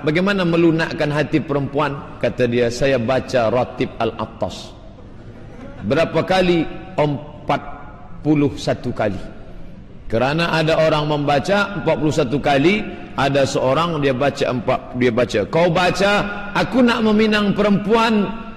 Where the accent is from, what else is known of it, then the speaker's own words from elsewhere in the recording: Indonesia; now in Malaysia; Ustaz, saya dari Indonesia mencari nafkah di Malaysia.